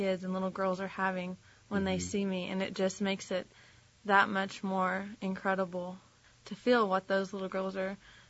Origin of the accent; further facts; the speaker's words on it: Claremore, Oklahoma, United States; also born or lived in Jay; now in Tahlequah, United States; But I'm originally from, I grew up in Claremore, and I went to K-12 at Claremore, and then I also grew up in Jay.